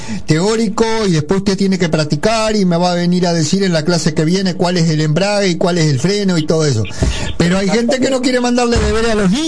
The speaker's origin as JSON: {"language": "Spanish", "region": "Paysandú", "country": "Uruguay", "said": "Yo era sanducero y Luis era montevideano"}